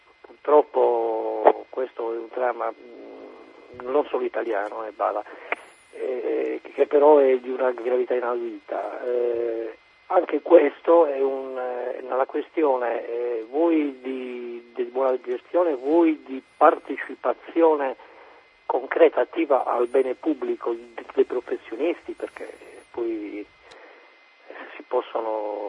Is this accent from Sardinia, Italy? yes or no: yes; Cagliari, Sardinia, Italy; non perché io sono di Cagliari